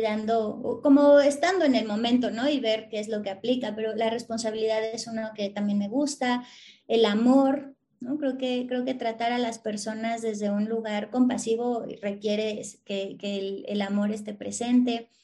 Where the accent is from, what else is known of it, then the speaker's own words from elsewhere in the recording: Azcapotzalco, Mexico City, Mexico; Yo soy de la hermana república de Azcapotzalco, no sé si conoces, pero nací en Azcapotzalco y crecí en Azcapotzalco